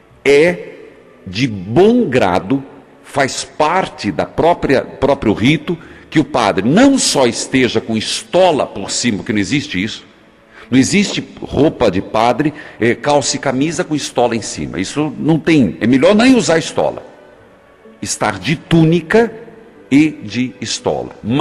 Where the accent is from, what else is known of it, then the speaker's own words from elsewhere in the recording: Paraná, Brazil; E eu sou do interior do Paraná.